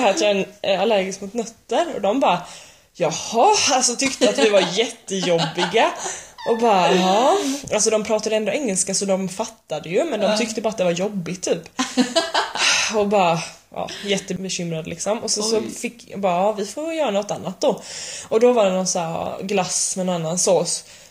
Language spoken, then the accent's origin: Swedish; Sweden; för vi sa att vi var från Sverige